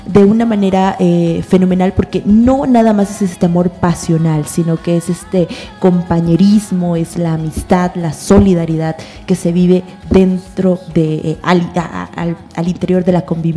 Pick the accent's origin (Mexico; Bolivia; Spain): Mexico; Si hoy en día somos los mexicanos y los latinoamericanos profundamente moralistas